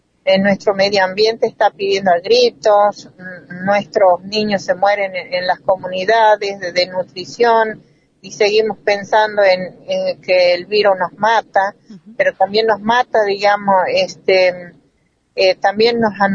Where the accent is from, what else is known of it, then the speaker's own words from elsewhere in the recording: Tucumán, Argentina; de la Nación de Aguita, y también integrante del Movimiento de Mujeres Indígenas por el Buen Vivir, de Tucumán.